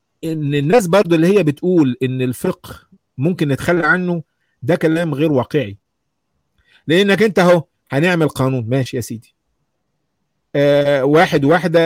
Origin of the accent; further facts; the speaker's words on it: Egypt; عندنا في مصر